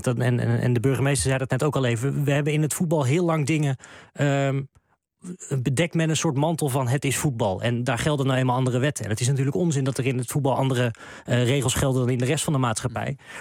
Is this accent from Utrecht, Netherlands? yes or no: yes; Utrecht, Netherlands; Je merkt wel, ik kom zelf uit Utrecht.